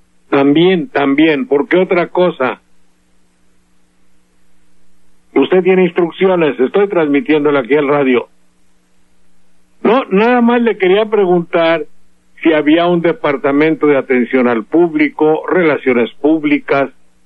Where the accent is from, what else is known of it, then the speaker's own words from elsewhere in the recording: Veracruz, Mexico; Lo siento porque es mi tierra.